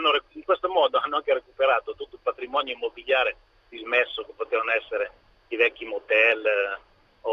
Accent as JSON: {"language": "Italian", "town": "Varese", "region": "Lombardy", "country": "Italy", "said": "Io sono di Varese."}